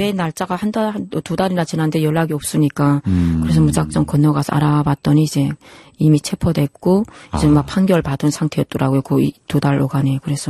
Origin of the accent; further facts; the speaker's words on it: North Korea; now in South Korea; 제가 탈북해서 중국에서